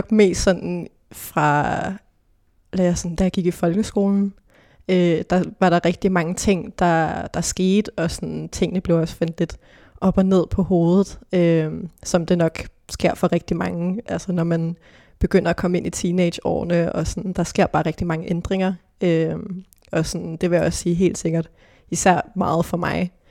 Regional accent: Hillerød, Capital Region of Denmark, Denmark; så gik min mor og jeg ud i en skov i Hillerød, hvor jeg er fra.

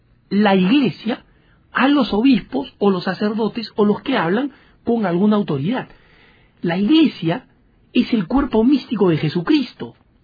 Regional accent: Argentina; also born or lived in Peru; en mi país natal, el Perú, en mi país de crecimiento también en Argentina

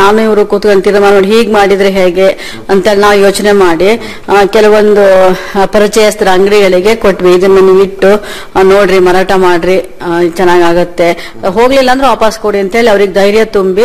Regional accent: Sagar, Karnataka, India; ನಮ್ಮೂರು ಸಾಗರ ಸರ್, ಸಾಗರದ ಹಳ್ಳಿ ಸಿರಿಗೊಪ್ಪೆ ಅಂತ.

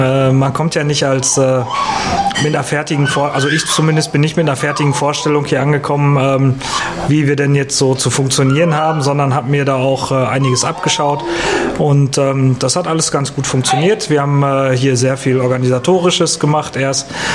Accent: Dortmund, North Rhine-Westphalia, Germany; beim Kreisparteitag in Dortmund bin ich als Dortmunder Pirat eigentlich immer

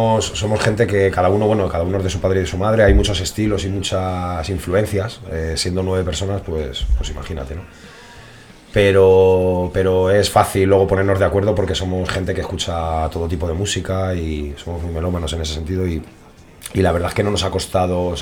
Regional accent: Getafe, Community of Madrid, Spain; y luego la gran mayoría somos de aquí de Getafe.

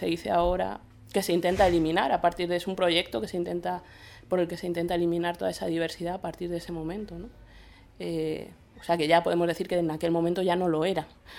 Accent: Madrid, Community of Madrid, Spain; nunca he pasado por ser de un sitio como Madrid, que es donde yo nací, y donde he crecido, y donde actualmente habito

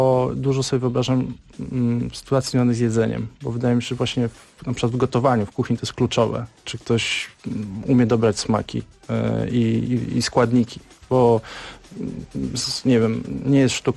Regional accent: Warsaw, Masovian Voivodeship, Poland; Ja się wychowałem na Mirowie i tam praktycznie co kilkadziesiąt metrów są jakieś tablice

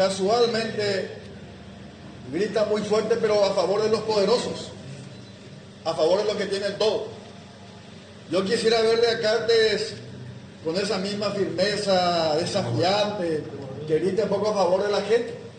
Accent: Caaguazú, Paraguay; Yo soy del departamento de Caguazú.

